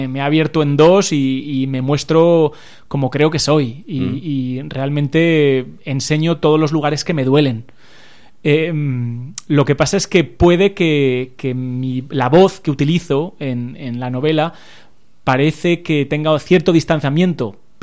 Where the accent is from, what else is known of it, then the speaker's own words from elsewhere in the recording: Aragon, Spain; Y como aragonés, pues aún me tocó más todavía, ¿no?